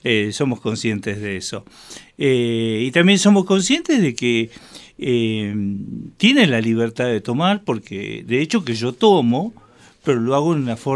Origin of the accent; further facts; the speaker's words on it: Buenos Aires, Argentina; cuando yo estuve solo acá, porque nosotros somos de Buenos Aires